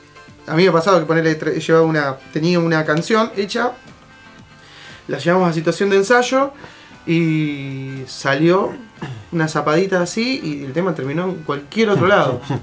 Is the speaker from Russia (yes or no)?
no; La Plata, Buenos Aires Province, Argentina; Después sí, somos todos de La Plata, sí